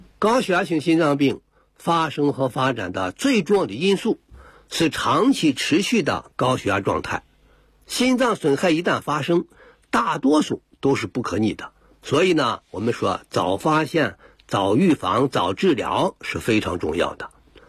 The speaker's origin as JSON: {"language": "Chinese", "country": "China", "said": "我们中国人呢盐吃的比较多"}